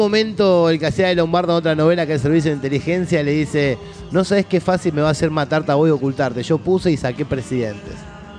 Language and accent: Spanish; Argentina; Mal, pero somos argentinos